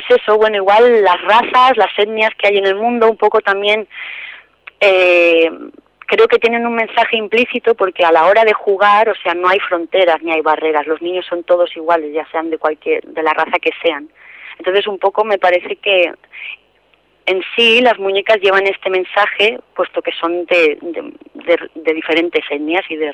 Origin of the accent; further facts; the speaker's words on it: Andalusia, Spain; yo soy andaluza.